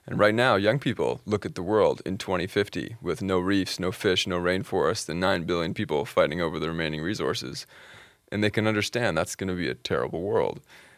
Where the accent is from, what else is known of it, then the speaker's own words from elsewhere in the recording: Canada; The general impression in Canada is that we're a good country environmentally.